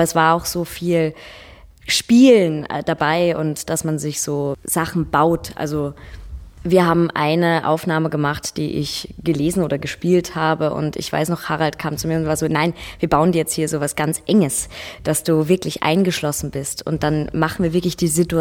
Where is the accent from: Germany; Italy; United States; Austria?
Austria; Upper Austria; moved away as an adult; now in Vienna, Austria; Ich bin 26 Jahre alt, ich komme aus Oberösterreich in der Nähe von Linz, eigentlich ziemliches Land. Bin seit meiner Matura dann in Wien